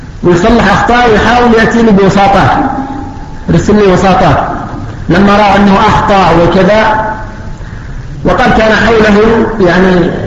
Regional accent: Yemen; لكن الأمور الآن المتأخرة الآن عندنا في اليمن

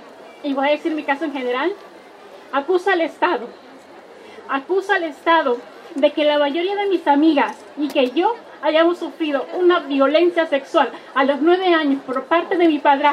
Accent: Choluteca, Honduras; Yo soy de la zona sur, soy de Choluteca y soy de un pueblo.

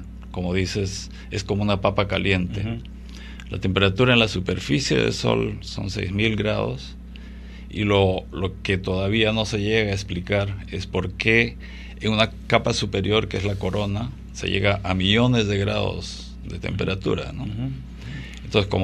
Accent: Huancayo, Junín, Peru; yo he nacido y crecido en Huancayo.

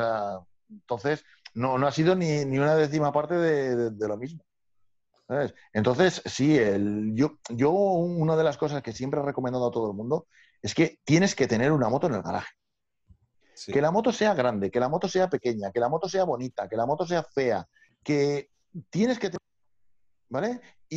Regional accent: Valencia, Valencian Community, Spain; yo, venimos de Valencia y tal, con nuestras 125 y otra vez para 200.

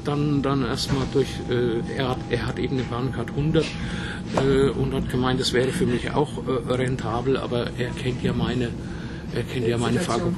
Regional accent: Pfändhausen, Bavaria, Germany; Ich komme aus der Nähe von Würzburg, also mehr aus der Nähe von Schweinfurt, was ja 30 Kilometer von Würzburg weg liegt. Ja, da komme ich her aus einer kleinen Ortschaft, die nennt sich Pfenthausen, ist zwischen Schweinfurt und Bad Kissingen.

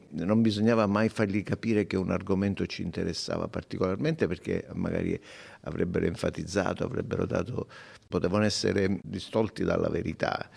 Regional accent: Sicily, Italy; io sono siciliano come lei, sappia che per fare qualcosa di utile per la nostra Sicilia io sono disponibile.

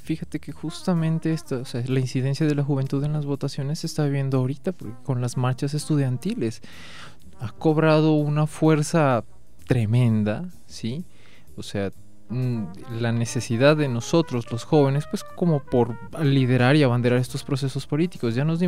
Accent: Colombia; todos somos colombianos y todos nos hacemos parte de esta manifestación

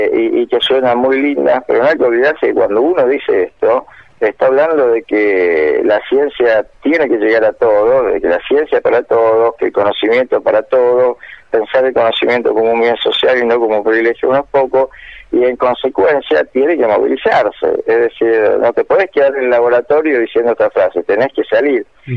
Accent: Rosario, Santa Fe, Argentina; soy de acá de Rosario, tengo 17 años y voy a la técnica 5, maestro mayor de obras.

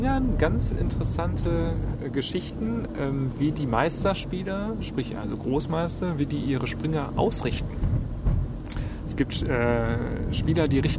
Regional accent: Essen, North Rhine-Westphalia, Germany; vor allen Dingen hier in Essen. Ich bin Essener.

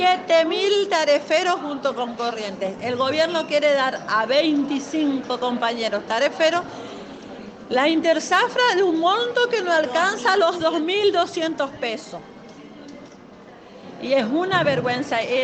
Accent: Apóstoles, Misiones, Argentina; somos de Apóstoles Misiones.

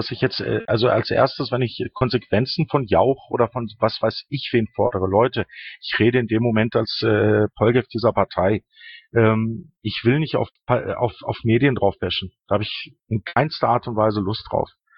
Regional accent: Greece; ich bin ja selber Grieche

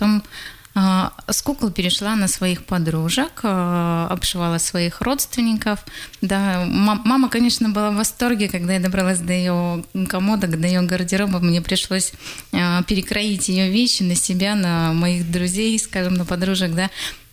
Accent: Saryg-Sep, Tuva, Russia; born there; И я родилась в Тыве.

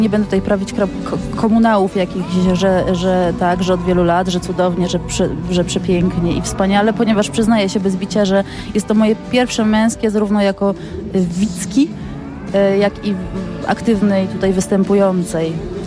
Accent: Poznań, Greater Poland Voivodeship, Poland; to jest zespół z Poznania, a ja jestem poznanianką

